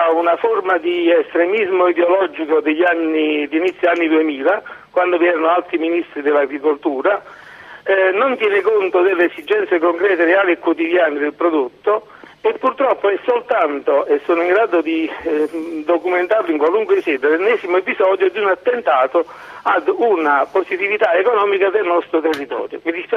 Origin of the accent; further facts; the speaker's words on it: Naples, Campania, Italy; now in Salerno, Italy; vivo a Salerno anche se sono napoletano